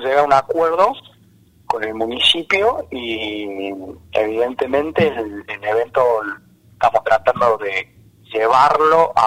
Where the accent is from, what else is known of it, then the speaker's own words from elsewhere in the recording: Villa Dolores, Córdoba, Argentina; born there; now in Córdoba, Argentina; Mira, yo soy nacido en Villa Dolores.